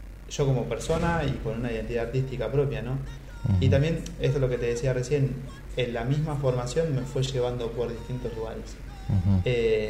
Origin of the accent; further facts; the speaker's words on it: Buenos Aires, Argentina; Y yo vivía, crecí toda mi infancia y parte de mi adolescencia, viví en La Boca. Y vivía a 2 cuadras de la cancha de Boca.